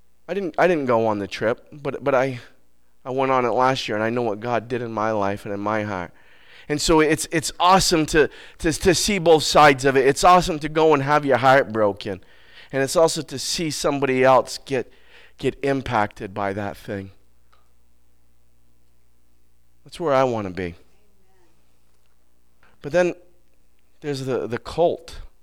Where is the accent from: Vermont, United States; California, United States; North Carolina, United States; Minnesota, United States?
Vermont, United States; I didn't like that word because I'm from Vermont and I do what I want, right?